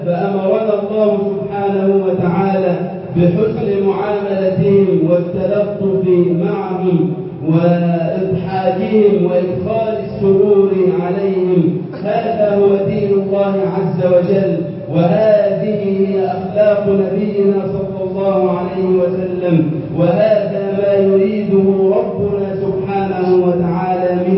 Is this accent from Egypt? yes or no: yes; Egypt; واجعل يا ربنا بلدنا مصر أمنا أمانا وسائر بلاد المسلمين